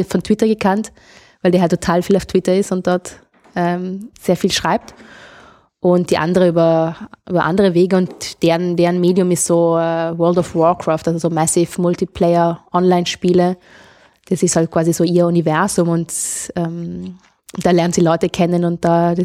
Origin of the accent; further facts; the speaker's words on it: Trentino-Alto Adige, Italy; Ich bin aus Südtirol, genau.